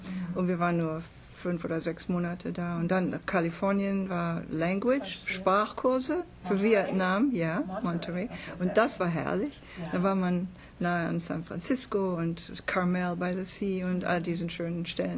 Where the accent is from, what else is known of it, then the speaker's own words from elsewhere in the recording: Świdnica, Lower Silesian Voivodeship, Poland; also born or lived in Hamburg; now in United States; In Deutschland habe ich überwiegend in Hamburg gelebt. Okay. Wir sind aus Schlesien, Vertriebene.